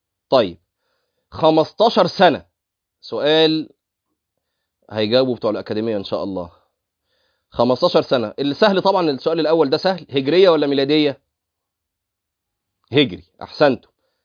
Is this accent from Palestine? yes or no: no; Egypt; دي الصوره المشهوره المنتشره عندنا في مصر